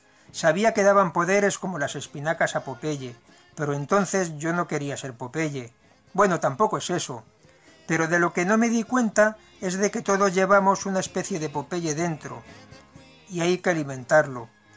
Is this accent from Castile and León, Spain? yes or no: no; Barcelona, Catalonia, Spain; Aquel bachillerato se le llamaba mixto, y como soy de Barcelona, eso estimulaba mi espíritu incendiario.